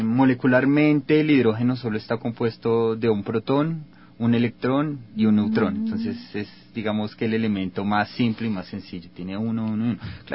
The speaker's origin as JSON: {"language": "Spanish", "region": "Bogotá", "country": "Colombia", "said": "yo vengo de la ciudad de Bogotá. Soy químico de la Universidad de Ciencias Aplicadas Ambientales de Colombia."}